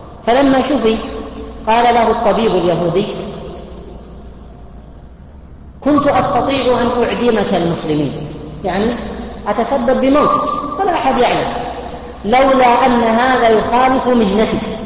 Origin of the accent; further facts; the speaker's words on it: Buraidah, Al-Qassim, Saudi Arabia; وهذا ليس في الشرق أو الغرب، عندنا في بريده